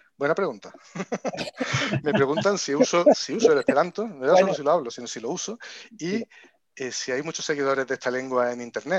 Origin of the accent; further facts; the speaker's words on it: Córdoba, Andalusia, Spain; yo no solo nací en Córdoba, sino que hice allí el bachillerato